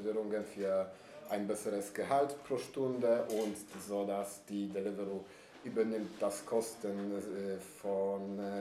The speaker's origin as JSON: {"language": "German", "country": "Poland", "second_language": "German", "lives_now": "Berlin, Germany", "said": "also ich bin aus Polen und ich habe nie so ein gutes Arbeit gehabt"}